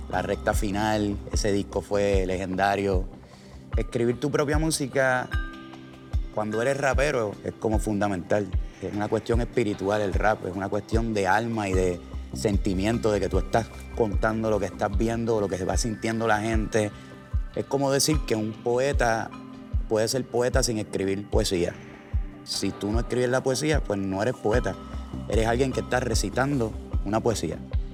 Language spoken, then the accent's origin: Spanish; Trujillo Alto, Puerto Rico; also born or lived in Río Piedras; Me crié en Trujillo Alto, Puerto Rico.